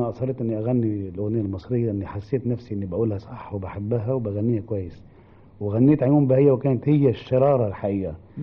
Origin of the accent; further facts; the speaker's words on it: Tripoli, North Governorate, Lebanon; أنا بطبيعتي إحنا ولاد طرابلس ولاد الشمال، ربينا على حب مصر